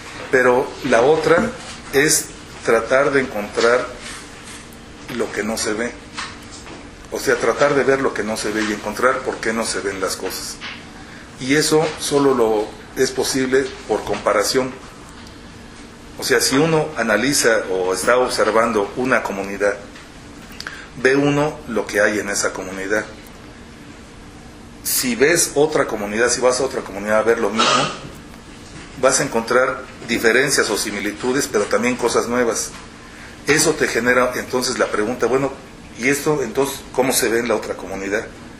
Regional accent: Mexico City, Mexico; Porque los chilangos no somos lo más solidarios del mundo

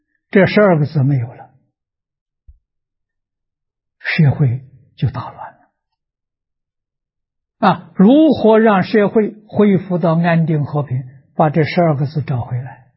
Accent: China; 我们中国人 解释宗教这两个意思非常好，是正确的

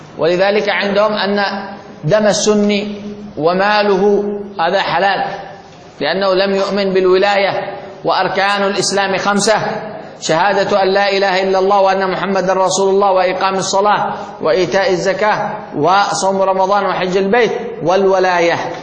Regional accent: Yemen; من الذي قوى الحوثيين عندنا في اليمن

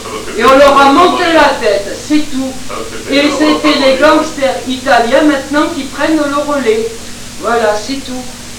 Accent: Corsica, France; Moi, je suis corse. Je suis de la Balagne, je suis du pays des gangsters

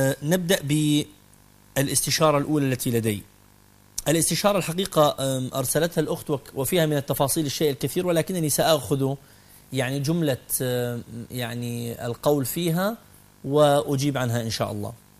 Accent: Kuwait; also born or lived in Mosul, Iraq / Khobar, Saudi Arabia; now in Jordan; الذي يتحدث إليكم الآن ولد عراقيا، ولدت في العراق في مدينة الموصل نينوى، ووالدتي لبنانية من طرابلس الشام. نشأت في الكويت حيث أعراق وأجناس وأطياف مختلفة. انتقلت بعدها إلى الخبر في المنطقة الشرقية في الجزيرة العربية

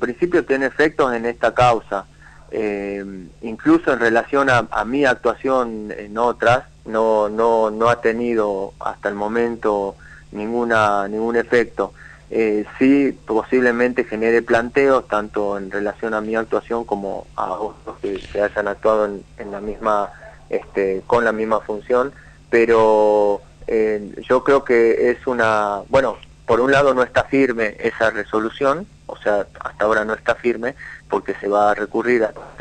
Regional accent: Jujuy, Argentina; Sí, soy jujeño.

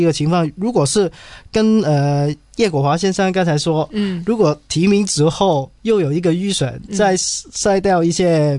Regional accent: Hong Kong; 但是我们作为香港人，我们就其实等得很焦急

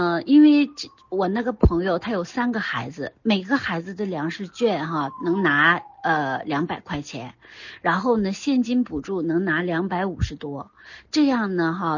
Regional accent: China; 像我们中国人背的东西太多了，什么唐诗什么乱七八糟的

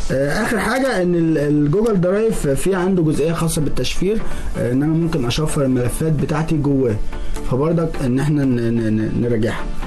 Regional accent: Egypt; طبعا احنا عندنا في مصر بنعمل تحديث

